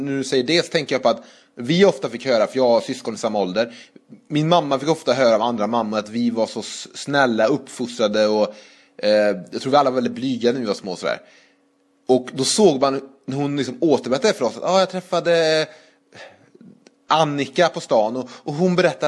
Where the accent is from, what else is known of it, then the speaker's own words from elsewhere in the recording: Trollhättan, Västra Götaland County, Sweden; Så går man runt i Trollhättan där jag kommer ifrån